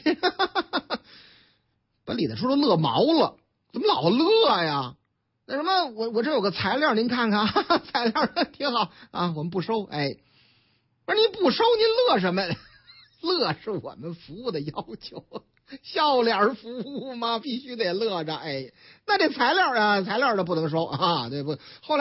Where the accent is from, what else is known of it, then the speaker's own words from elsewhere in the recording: Tangshan, Hebei, China; 唐山啊，我老家，你看了没有？这回正差我老家，河北唐山